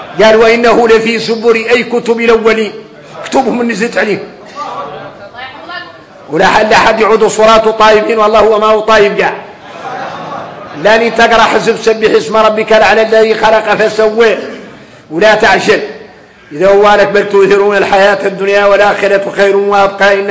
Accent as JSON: {"language": "Arabic", "country": "Mauritania", "said": "وفينا احنا اليوم موريتاني"}